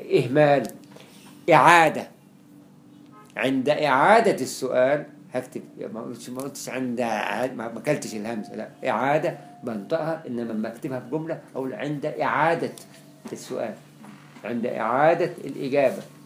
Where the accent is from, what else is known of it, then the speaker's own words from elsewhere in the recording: Egypt; والتاء المفتوحه دي عندنا في مصر كلها